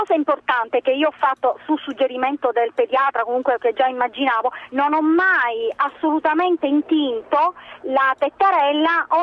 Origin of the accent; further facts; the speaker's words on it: Palermo, Sicily, Italy; siccome io vengo da Palermo, sono nata lì